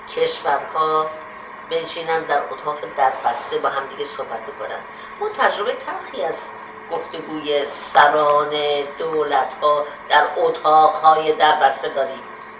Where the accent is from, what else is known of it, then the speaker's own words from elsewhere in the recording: Iran; moved away as an adult; ایران وطن ماست، ریشه ما در ایرانه.